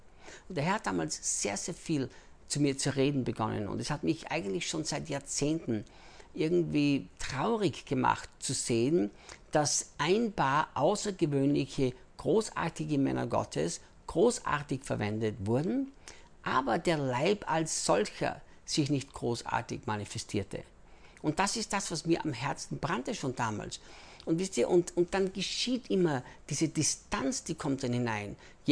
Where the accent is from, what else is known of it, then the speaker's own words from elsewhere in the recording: Austria; also born or lived in United States; now in Brazil; ich bin Österreicher, in Österreich geboren, in Österreich aufgewachsen, lebte dann 10 Jahre in den Vereinigten Staaten, arbeitete bei Morningstar Ministries mit Rick Chonamit und lebe seit 8 Jahren, jetzt fast 9 Jahren schon hier in Brasilien